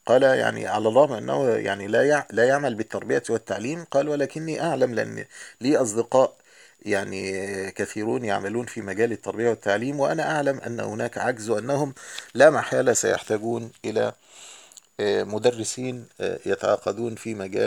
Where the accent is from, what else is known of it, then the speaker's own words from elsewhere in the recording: Egypt; عندنا في مصر طبعا الوزارات مباني فخمة جدا ومباني فاخرة